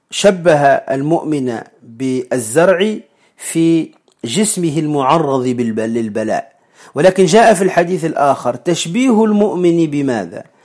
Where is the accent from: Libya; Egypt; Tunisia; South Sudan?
Tunisia; ونسميه عندنا في تونس الزقوقو